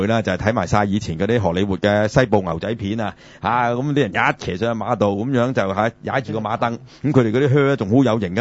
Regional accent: China; 我哋中國人就唔飲牛奶㗎嘛

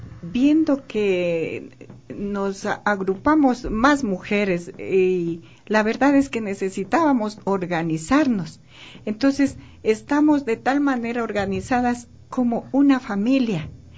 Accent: Quito, Pichincha, Ecuador; Es que yo toda la vida viví aquí porque yo soy nacida aquí.

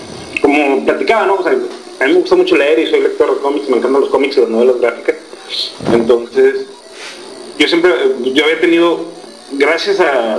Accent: Monterrey, Nuevo León, Mexico; yo soy de Monterrey

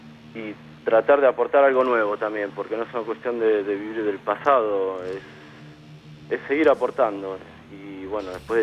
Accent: Argentina; now in Europe; Para mí como argentino es un flash porque estoy en Europa

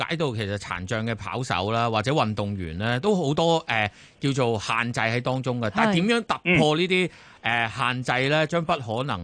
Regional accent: Hong Kong; 其實作為一個香港人啦

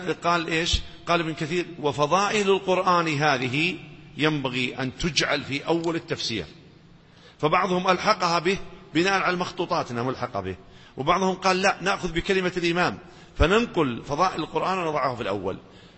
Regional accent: Najd, Saudi Arabia; السلامة كثير عندنا في نجد

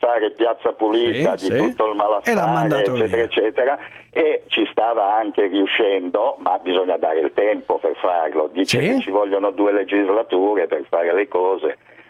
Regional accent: Genoa, Liguria, Italy; now in Rome, Italy; Io sono genovese, però abito a Roma e vivo a Roma da 50 anni.

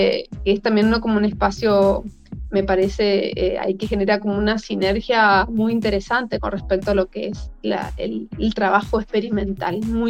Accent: Corrientes, Argentina; yo nací en Corrientes, y bueno, me crié toda mi vida ahí

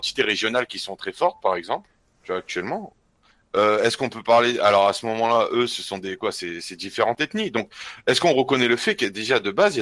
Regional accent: France; moi je dis, moi je suis français

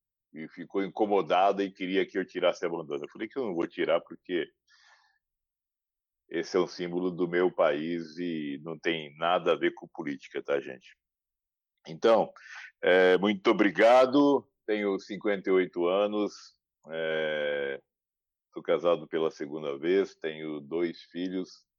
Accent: Campo Grande, Mato Grosso do Sul, Brazil; now in São Paulo, Brazil; sou de Campo Grande, no Mato Grosso do Sul. Moro em São Paulo há 14 anos.

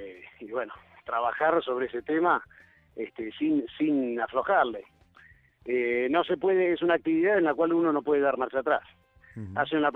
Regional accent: Buenos Aires, Argentina; yo en realidad soy de Buenos Aires. Hace 15 años viví en Los Cocos, más allá que toda la vida he venido a Los Cocos porque la familia tiene una casa de veraneo.

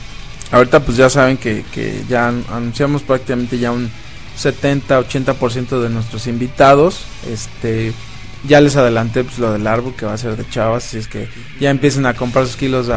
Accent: Mexico; que sigan como somos los mexicanos

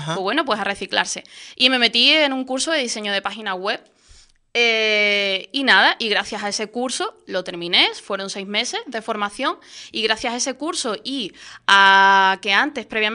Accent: Morón de la Frontera, Andalusia, Spain; empecé en la SER de mi pueblo, de Morón de la Frontera, un pueblecito de Sevilla.

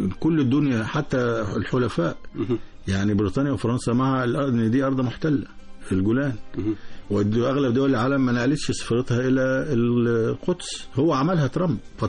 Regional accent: Egypt; وانا مواطن مصري وبنفس المعاناه

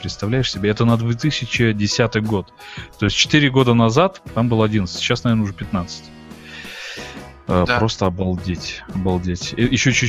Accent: Kazakhstan; И он спросил, откуда мы такие, из Казахстана. И вот реально, кому не говоришь, мы из Казахстана, никто не знает, что это за страна.

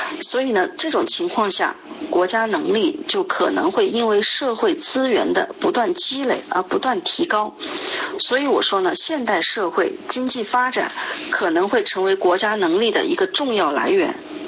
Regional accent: China; 所以我们中国人说这个祸兮福之所以啊

